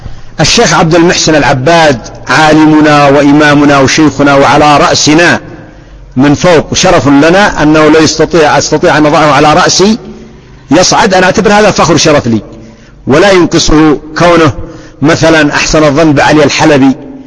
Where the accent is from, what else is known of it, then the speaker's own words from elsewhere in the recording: Yemen; بلادنا اليمن الآن خراب